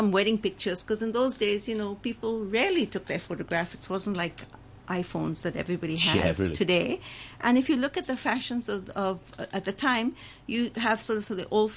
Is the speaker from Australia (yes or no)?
no; India; But people like us grew up Indian, okay? So we're comfortable with being Indian.